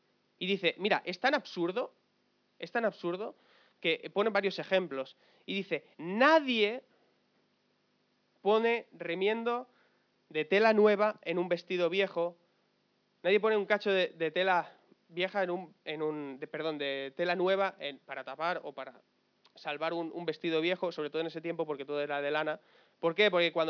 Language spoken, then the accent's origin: Spanish; Alcorcón, Community of Madrid, Spain; nosotros somos de Alcorcón, ¿me entiendes?